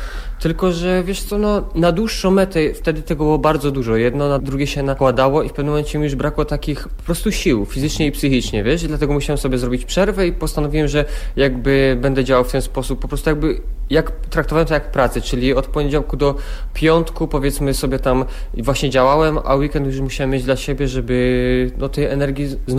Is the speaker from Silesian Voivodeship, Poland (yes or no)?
yes; Bojszowy, Silesian Voivodeship, Poland; Dokładnie jestem z Bojszów. To jest jakby w takim trójkącie między Pszczyną, Tychami a Oświęcimiem.